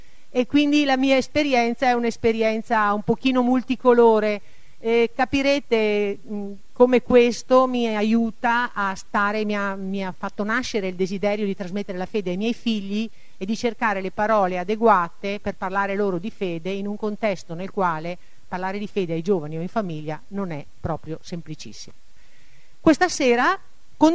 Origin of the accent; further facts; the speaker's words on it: Rossano Veneto, Veneto, Italy; mi sento a casa nel senso che sono di Rossano Veneto, alcuni di voi che vedo qui li conosco